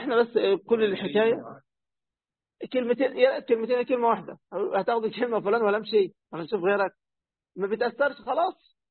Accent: Egypt; بس للأسف هي مشهورة عندنا في مصر بكده

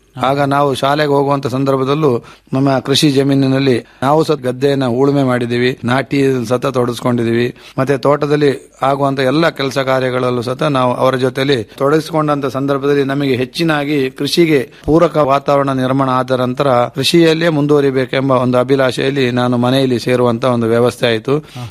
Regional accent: Karnataka, India; ನೀವು ಯಾವ ದೇಶದಿಂದ ಬಂದಿದ್ದೀರಾ ಹೇಳಿ. ಭಾರತ ಹೇಳೋದೇ ಸುಲಭದಲ್ಲಿ ಗುರುತು ಮಾಡ್ತಾರೆ, ಆದ್ರೆ ಭಾರತದಲ್ಲಿ ಕರ್ನಾಟಕ, ಕರ್ನಾಟಕದಲ್ಲಿ ಕೊಡಗು ಅಂದ್ರೆ ಅವರಿಗೆ ಗೊತ್ತಾಗೋದಿಲ್ಲ.

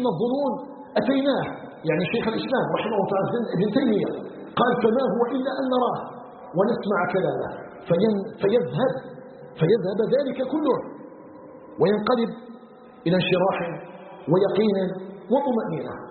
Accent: Algeria

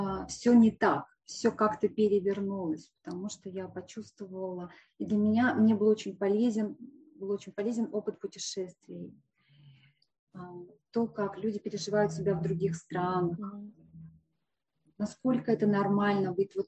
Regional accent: Russia; Я ведь татарка. Я не русская, я татарка. В татарской культуре возраст дает женщине преимущество.

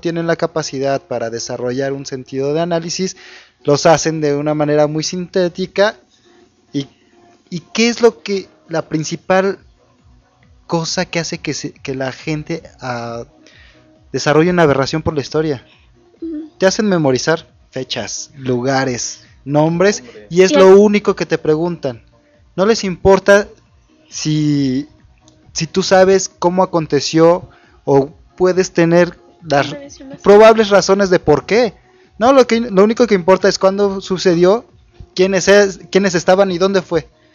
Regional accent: Mexico; Y todos somos mexicanos, al menos el 15 y 16, entre otras fechas

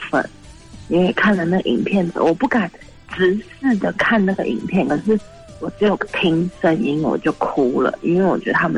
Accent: Taipei, Taiwan; 我是台北的

